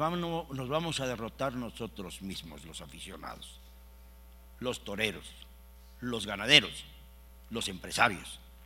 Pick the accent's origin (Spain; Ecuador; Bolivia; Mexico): Mexico; Hagamos valer nuestra fuerza como aficionados y como hombres y como mexicanos.